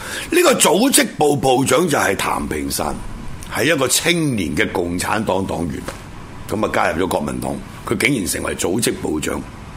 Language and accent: Cantonese; Hong Kong; 我原本个乡下啦，我系嘛？我乡下系香港啊，系嘛？咁我有个原籍，咁啊原籍就是海陆丰，系嘛？学佬。